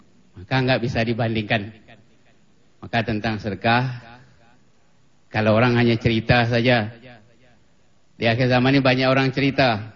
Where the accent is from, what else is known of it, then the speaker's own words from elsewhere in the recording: Lampung, Indonesia; also born or lived in Palembang, Indonesia / Java / Middle East; Saya lahir di Palembang, besar di Lampung, lama seluruh Jawa, lama Timur Tengah, lama mengembara.